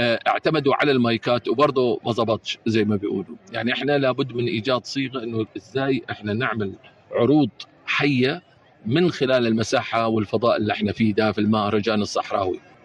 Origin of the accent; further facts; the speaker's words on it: United Arab Emirates; يعني إحنا دلوقتي نفخر كإماراتيين أنه إحنا يعني ننتمي لهالبلد ولهذه الثقافة، وأن إحنا قادرين نجيب كل الأخوة بالذات العرب عندنا في الإمارات